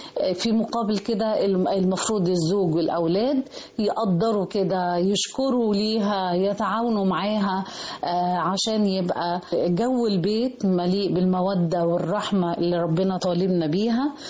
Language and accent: Arabic; Egypt; أن احنا أسرة مصرية ناجحة